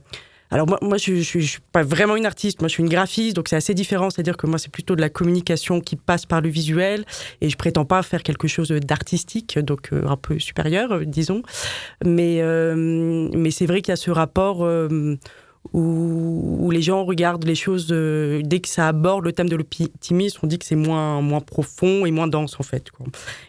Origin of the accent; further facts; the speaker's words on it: Paris, Île-de-France, France; also born or lived in Madrid; j'ai habité quelques années à Madrid. Donc je suis une vraie parisienne, il faut le dire.